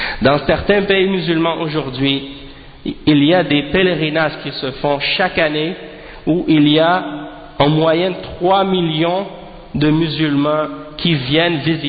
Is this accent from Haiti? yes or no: yes; Haiti; chez nous en Haïti, on a des gens qui s'appellent